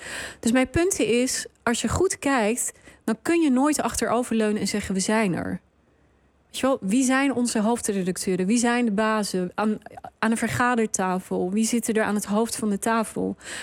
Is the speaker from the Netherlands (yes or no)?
yes; Rotterdam, South Holland, Netherlands; Oké, ik ben opgegroeid in Rotterdam, dus daar beginnen we.